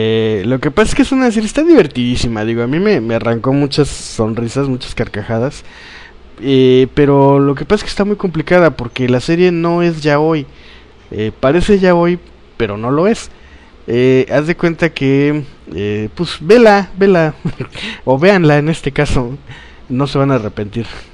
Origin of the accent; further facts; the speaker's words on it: Poza Rica, Veracruz, Mexico; Como yo, pues toda mi infancia aquí en Poza Rica, los fines de semana es, ¿qué hacemos? Vamos a la playa.